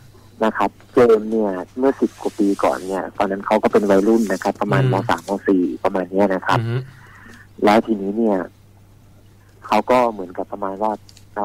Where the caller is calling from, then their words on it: Phrae, Thailand; โทรมาจากจังหวัดแพร่ครับผม